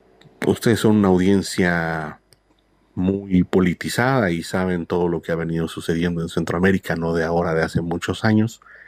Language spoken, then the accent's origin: Spanish; Mexico; como los mexicanos que vivimos también situaciones muy difíciles.